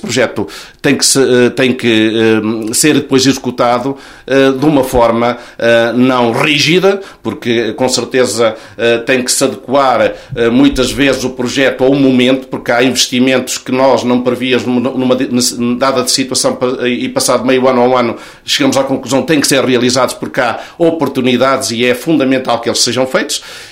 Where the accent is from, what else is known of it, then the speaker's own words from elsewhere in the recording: Oliveira do Hospital, Coimbra, Portugal; Nós quando estamos em Coimbra ou em Lisboa muitas vezes não dizemos que somos das Caldas de São Paulo ou somos do Seixo da Beira, não, somos da Oliveira do Hospital.